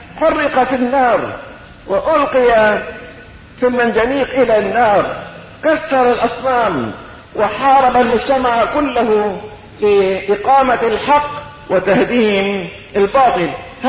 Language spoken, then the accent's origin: Arabic; Syria; وعندنا بالشام كما في كليات